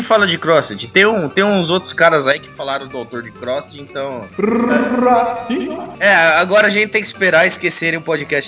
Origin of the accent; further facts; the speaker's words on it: São Paulo, Brazil; É que eu sou de São Paulo, eu não tenho referência, eu não conheço o Rio de Janeiro.